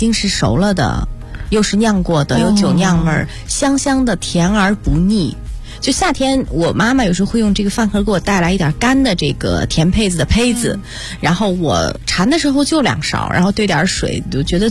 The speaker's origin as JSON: {"language": "Chinese", "region": "Northwest China", "country": "China", "tie": "born or raised there", "said": "其实西北人我们从小也都是大部分吃牛羊肉长大的，"}